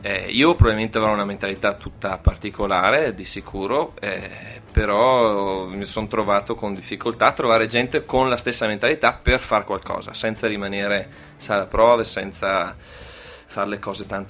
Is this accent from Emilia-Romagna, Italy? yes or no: no; Verona, Veneto, Italy; Noi siamo di Verona. Le canzoni nascono da tempo addietro, perché io ho vissuto tanti anni all'estero